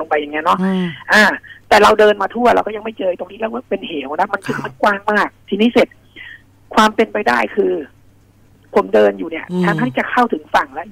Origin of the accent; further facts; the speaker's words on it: Bangkok, Thailand; คือจริงๆแต่ก่อนผมก็งงนะเพราะว่าเราเป็นคนกรุงเทพอะนะครับ